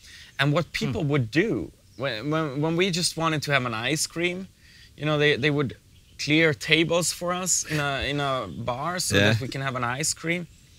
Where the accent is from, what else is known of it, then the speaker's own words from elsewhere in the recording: Turkey; And it's about my home country, Turkey.